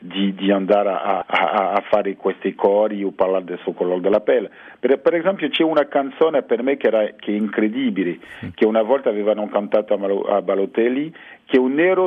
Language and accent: Italian; France; io sono francese